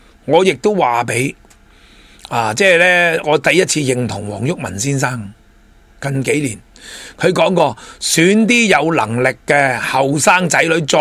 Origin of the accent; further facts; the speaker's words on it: Hong Kong; 我哋香港人仲有乜嘢路可以行。